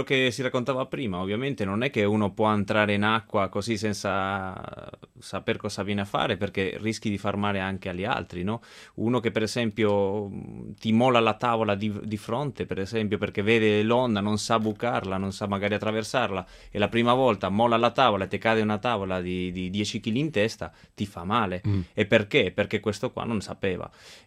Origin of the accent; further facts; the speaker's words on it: Spain; Italian is a second language; A surfare non sono mai stato, però essendo spagnolo un pochettino conosco.